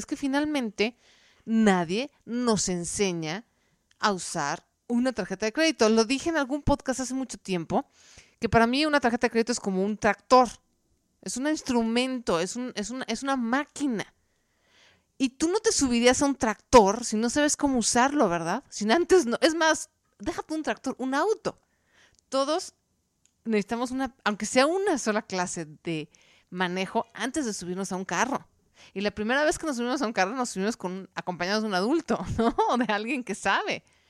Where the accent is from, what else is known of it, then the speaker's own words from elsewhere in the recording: Mexico; es hacer que ya no pidamos prestado como mexicanos, como cultura